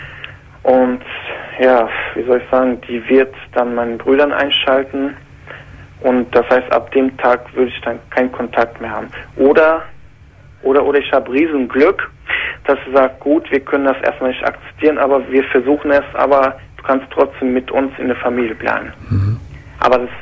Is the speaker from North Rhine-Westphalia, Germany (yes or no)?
yes; Duisburg, North Rhine-Westphalia, Germany; ich komme aus Duisburg und meistens fahre ich dann weiter weg.